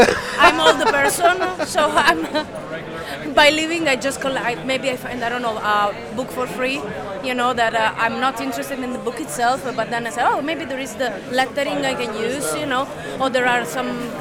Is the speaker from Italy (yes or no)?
yes; Rome, Lazio, Italy; I'm from Rome.